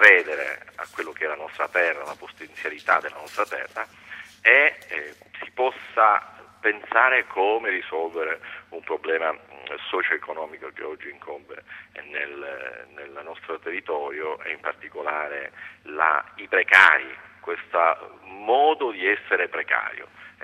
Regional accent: Palermo, Sicily, Italy; poi per voglia di insegnare anche a Palermo, nella mia terra, sono rientrato

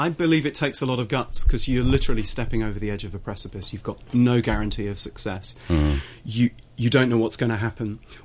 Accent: Manchester, North West England, United Kingdom; the Royal Northern College of Music in Manchester, which was my hometown.

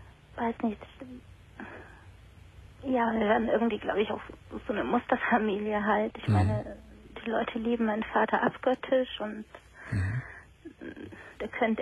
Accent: Greece; now in Germany; wir kommen aus Griechenland und da läuft das alles ein bisschen anders

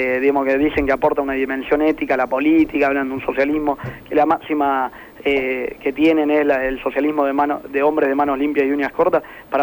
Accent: Buenos Aires Province, Argentina; para nosotros que somos pibes del conurbano

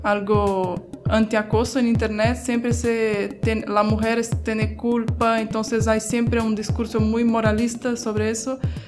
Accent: Brazil; soy de Brasil.

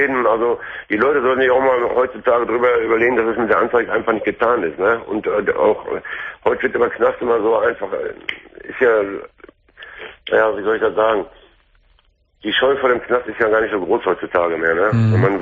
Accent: Duisburg, North Rhine-Westphalia, Germany; das ist ein Männerwohnheim hier in Essen, wo ich jetzt momentan wohne. Ich komme eigentlich aus Duisburg, bin aber nach Essen gezogen.

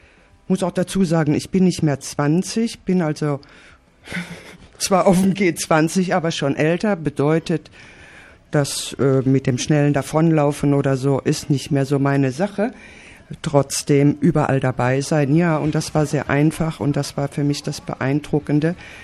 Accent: Germany; now in Barcelona, Spain; ich bin keine Hamburgerin, ich bin Deutsche, wohne aber seit 25 Jahren in Barcelona, habe Freunde und Freundinnen in Hamburg und fahre jedes Jahr hin

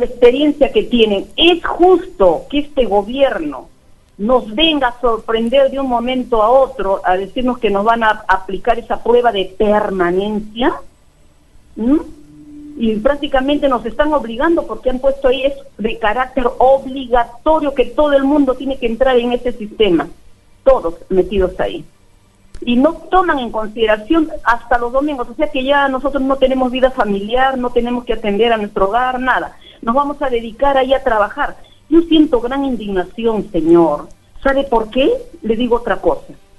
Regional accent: Trujillo, La Libertad, Peru; yo soy trujillana, pero el trabajo me ha tocado por la sierra

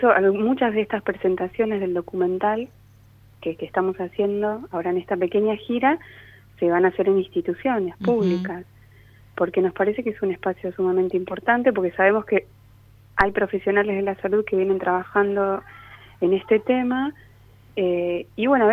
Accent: Entre Ríos, Argentina; yo trabajo en un hospital en Entre Ríos. Nosotros uh-huh. venimos de Entre Ríos.

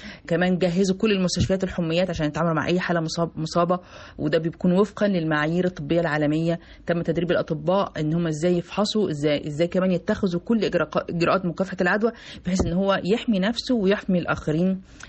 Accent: Egypt; ودي حاجة جديدة موجودة عندنا في مصر دلوقتي

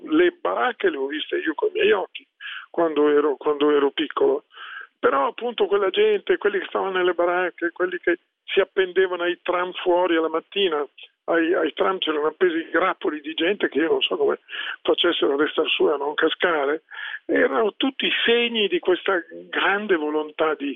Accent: Milan, Lombardy, Italy; sono milanese, sono sempre vissuto da allora a Milano, tranne gli anni dell'università che ho fatto a Pavia

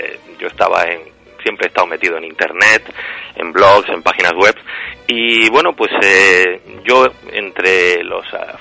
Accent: Granada, Andalusia, Spain; Pues yo era el único de Granada. Yo soy granadino y era el único de Granada.

